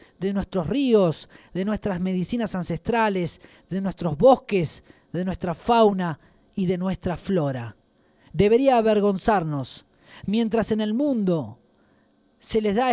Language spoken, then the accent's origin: Spanish; Argentina; Como argentinos, ahora que vamos a votar en las elecciones, reflexionar profundamente sobre el sentido nacional, sobre lo que significa ser parte de esta nación argentina tan joven